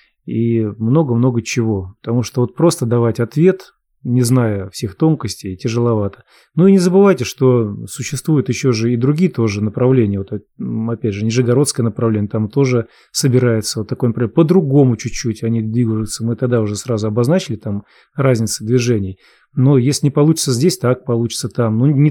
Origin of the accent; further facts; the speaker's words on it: Ukraine; Мы из Украины. Предки до Великой Отечественной войны жили в Омской области.